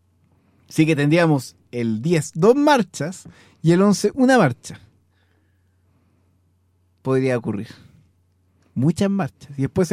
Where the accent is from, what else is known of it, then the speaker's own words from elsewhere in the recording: Chuquicamata, Antofagasta, Chile; así como yo soy de Chuquicamata y pongo Chuquicamata 1